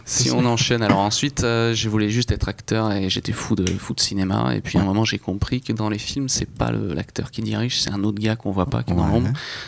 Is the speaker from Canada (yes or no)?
no; Aix-en-Provence, Provence-Alpes-Côte d'Azur, France; now in Paris, France; Je viens d'Aix-en-Provence, où j'ai passé 21 années assez intéressantes.